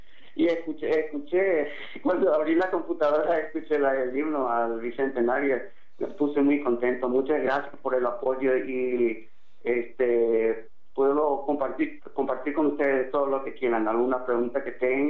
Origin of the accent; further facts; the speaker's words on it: Alberdi, Ñeembucú, Paraguay; also born or lived in Asunción; Nací en Asunción, crecí en Alberdi, prácticamente soy ciudadano, pero con aire de campesino, porque ahí aprendí el guaraní, a hablar, a apreciar, a escribir, a leer, a amar el guaraní.